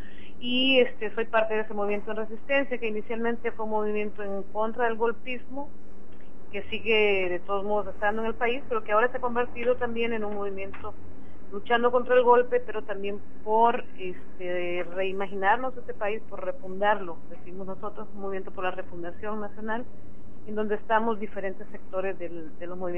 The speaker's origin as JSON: {"language": "Spanish", "country": "Honduras", "said": "soy hondureña. Vengo de esas tierras de allá por Centroamérica."}